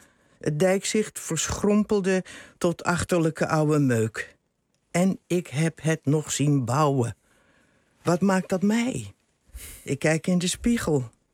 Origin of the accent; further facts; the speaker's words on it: Rotterdam, South Holland, Netherlands; Zoals u weet ben ik daar geboren en getogen. En als ik in Rotterdam kom, ga ik niet altijd naar de buurt waar ik ben opgegroeid.